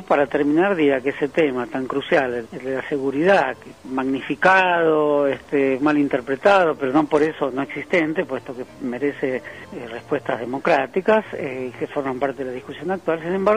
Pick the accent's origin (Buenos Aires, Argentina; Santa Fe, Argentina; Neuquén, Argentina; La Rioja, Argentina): Buenos Aires, Argentina; ese fue un momento feliz de mi infancia en Villa Pueyrredón, calle Zamudio y Grivedo